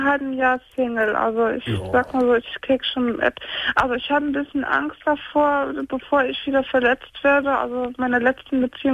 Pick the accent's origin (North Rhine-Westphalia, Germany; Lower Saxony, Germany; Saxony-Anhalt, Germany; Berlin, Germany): North Rhine-Westphalia, Germany; Gummersbach; Gummersbacherin, seit 19 Jahren.